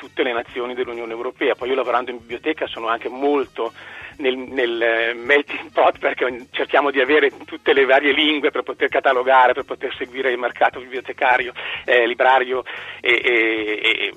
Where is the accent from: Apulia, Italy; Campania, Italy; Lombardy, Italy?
Lombardy, Italy; quando ero un bambino nel paese, in provincia di Cremona, dove è nata mia mamma